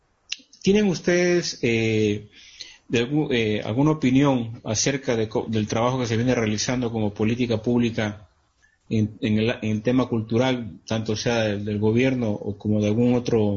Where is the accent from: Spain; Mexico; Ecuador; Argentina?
Ecuador; la mejor arma que podemos tener todos como ecuatorianos